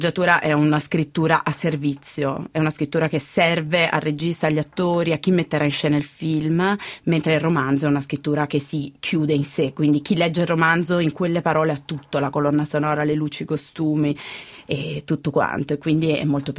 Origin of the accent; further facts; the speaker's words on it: Turin, Piedmont, Italy; Perché io sono torinese